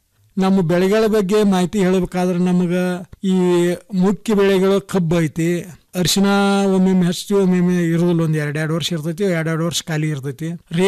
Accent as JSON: {"language": "Kannada", "town": "Hidkal", "region": "Karnataka", "country": "India", "tie": "born or raised there", "said": "ನಮ್ದು ಬೆಳಗಾವಿ ಜಿಲ್ಲೆ ರಾಯಬಾಗ ತಾಲೂಕು ಹಿಡ್ಕಲ್ ಗ್ರಾಮ."}